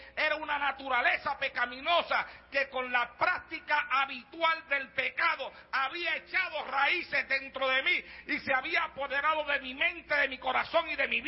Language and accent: Spanish; Santa Isabel, Puerto Rico; born or raised there